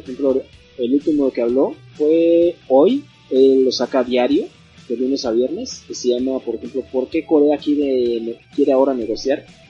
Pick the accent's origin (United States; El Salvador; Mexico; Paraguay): Mexico; para nosotros mexicanos no es tan chocante de escuchar como un español.